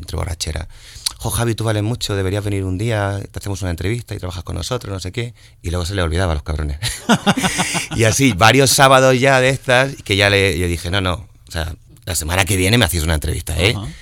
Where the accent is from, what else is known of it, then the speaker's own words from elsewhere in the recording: Granada, Andalusia, Spain; also born or lived in Madrid; Yo he nacido en Madrid, pero soy granadino. Vale. He crecido en Granada, me he formado en Granada, me he metido en mi primera borrachera en Granada, me he creado yo como persona en Granada